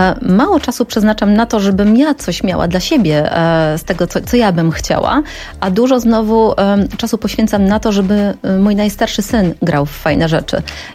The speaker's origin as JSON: {"language": "Polish", "town": "Lębork", "region": "Pomeranian Voivodeship", "country": "Poland", "said": "Ja pochodzę z Pomorza, z Lęborka."}